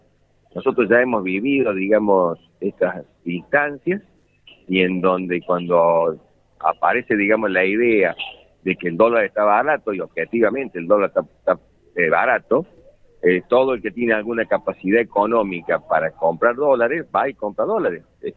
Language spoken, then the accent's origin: Spanish; Argentina; soy economista, soy argentino